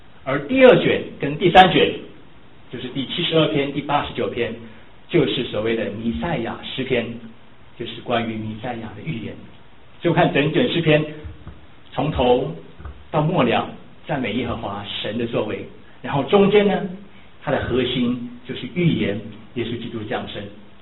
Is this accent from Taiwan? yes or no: yes; Taiwan; 比如说我们来自台湾